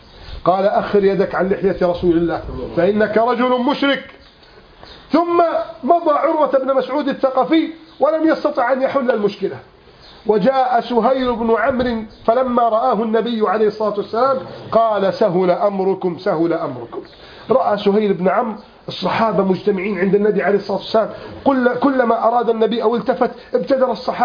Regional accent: Egypt; كم رأينا بفضل الله في بلدنا مصر

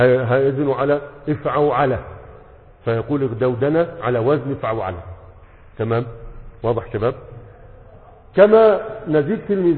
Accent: Egypt; قديما كان عندنا في مصر يقول لك على المسرح يقولوا مرتح

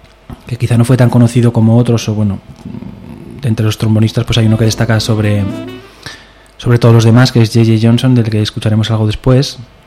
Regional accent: Épila, Aragon, Spain; accent: Aragonese; now in Zaragoza, Spain; Bueno, soy de un pueblo de Zaragoza que se llama Épila.

